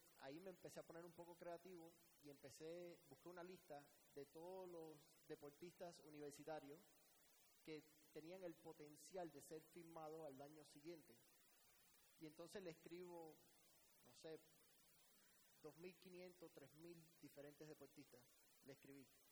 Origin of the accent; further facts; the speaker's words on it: Miami, Florida, United States; also born or lived in Cuba; soy cubano, inmigrante a Miami desde los 2 años. Básicamente me crié en los Estados Unidos mi vida entera, América, los Estados Unidos, mi país.